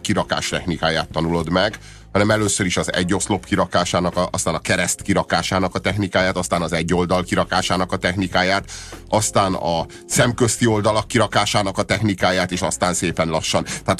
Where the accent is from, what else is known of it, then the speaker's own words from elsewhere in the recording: Hungary; hiszen magyarok vagyunk, és miénk a Rubik kocka